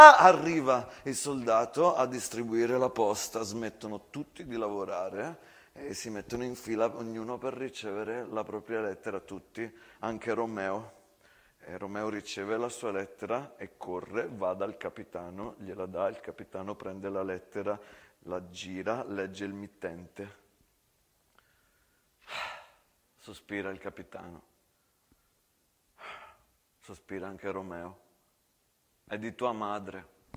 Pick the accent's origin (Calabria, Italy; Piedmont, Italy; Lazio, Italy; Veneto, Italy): Veneto, Italy; San Donà di Piave; born there; Sono nato a Piave.